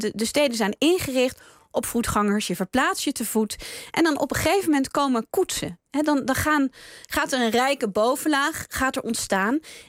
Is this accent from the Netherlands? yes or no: yes; Utrecht, Netherlands; Ik kom uit Utrecht en ik heb daar ook gestudeerd.